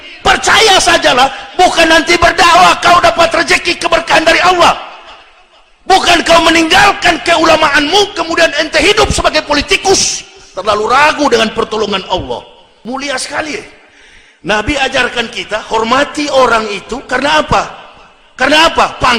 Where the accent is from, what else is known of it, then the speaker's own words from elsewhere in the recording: Manado, North Sulawesi, Indonesia; saya juga orang Manado